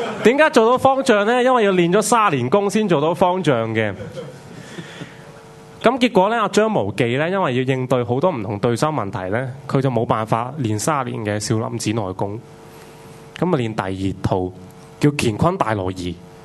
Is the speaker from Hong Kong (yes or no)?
yes; Hong Kong; 其实就是为我们香港人争取多些权利